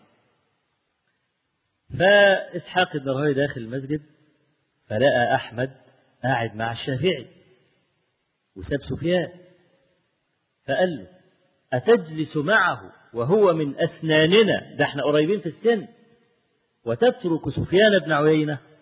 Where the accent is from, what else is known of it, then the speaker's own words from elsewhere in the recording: Egypt; أنا مصري المصر وشافعي، فأنا لا ما تمذهبت للشافعي الحقيقة، أنا جل يعني ما أذهب إليه في مذهب الإمام أحمد بن حنبل،